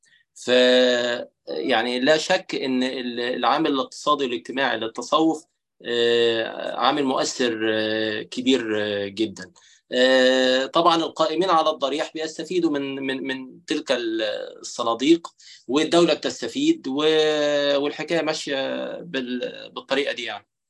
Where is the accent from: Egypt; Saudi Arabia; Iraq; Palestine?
Egypt; يعني مثلا عندنا في مصر